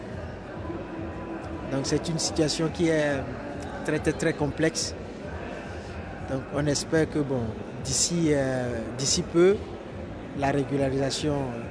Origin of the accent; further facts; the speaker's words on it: Togo; Je viens du Togo, moi. Du Togo. Je suis togolais.